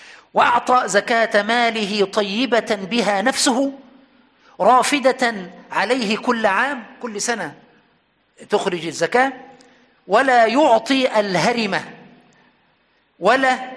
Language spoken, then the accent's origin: Arabic; Aswan, Aswan Governorate, Egypt; يعني عندنا في أسوان كثير من المسائل